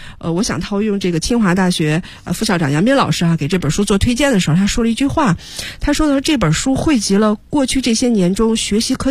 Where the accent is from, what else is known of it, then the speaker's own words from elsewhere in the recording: China; 其实我觉得这个确实是我们中国人或者中国学生普遍的一种情况